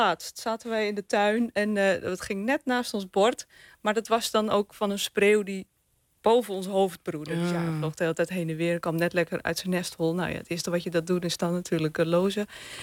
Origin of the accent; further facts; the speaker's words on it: North Holland, Netherlands; Nou, ik kom zelf uit Noord-Holland.